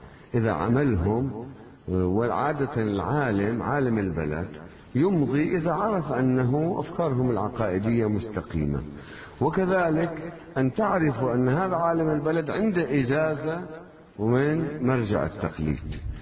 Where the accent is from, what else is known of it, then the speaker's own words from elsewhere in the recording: South Governorate, Lebanon; أنا قريتنا من الشريط الحدودي